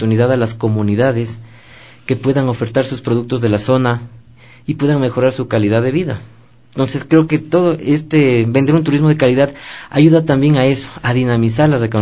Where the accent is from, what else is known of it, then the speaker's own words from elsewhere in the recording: Ecuador; Nosotros como ecuatorianos debemos de estar orgullosos de lo que tenemos.